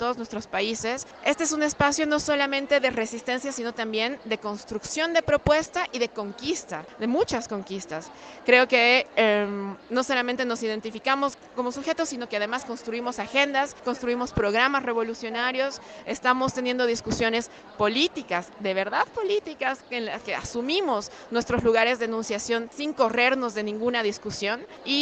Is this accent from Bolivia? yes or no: yes; Bolivia; yo soy de Bolivia.